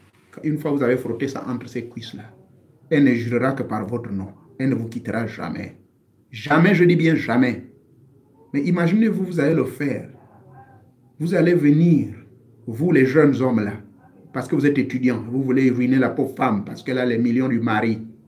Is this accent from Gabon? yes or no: yes; Lambaréné, Moyen-Ogooué, Gabon; Il existe une feuille qui existe chez moi à Lambaréné. Elle existe chez moi également du côté de mes parents maternels dans la zone de Ndougou, dans le Fer Navaz.